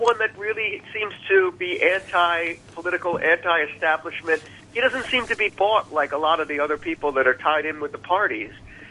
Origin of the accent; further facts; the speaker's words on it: Ireland; Yeah, because it's 21 years old where I grew up, and I'm Irish.